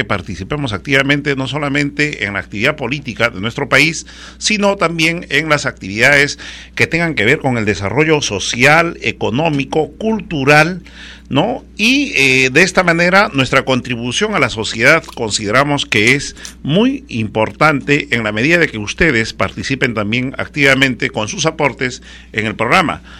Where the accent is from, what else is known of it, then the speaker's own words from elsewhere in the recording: Huancavelica, Peru; especialmente de mi tierra, de Huancavelica